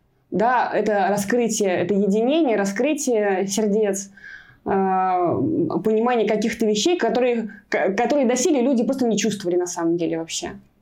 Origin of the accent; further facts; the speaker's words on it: Maloyaroslavets, Kaluga Oblast, Russia; хороводы пришли в мой родной город, я из города Малоярославца, это Калужская область